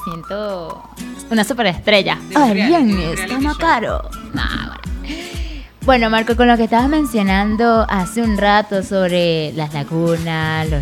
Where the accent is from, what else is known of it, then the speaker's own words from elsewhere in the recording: Llanos, Venezuela; Exacto, somos ganaderos, somos llaneros.